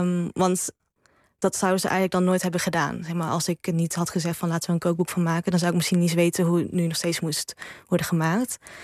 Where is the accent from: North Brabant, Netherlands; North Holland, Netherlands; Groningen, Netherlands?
North Brabant, Netherlands; Oss; Ik ben hier opgegroeid in Nederland of geboren in Nederland.